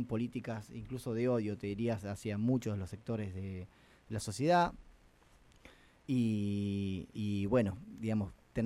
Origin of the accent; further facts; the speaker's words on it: Toay, La Pampa, Argentina; Yo que soy de Toay, así que estoy acá en casa.